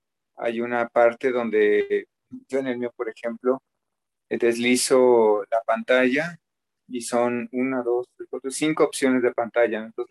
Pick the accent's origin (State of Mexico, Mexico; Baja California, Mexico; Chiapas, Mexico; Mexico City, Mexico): Mexico City, Mexico; yo soy del DF, ¿no? Entonces, para empezar ya, es un poco difícil para mí.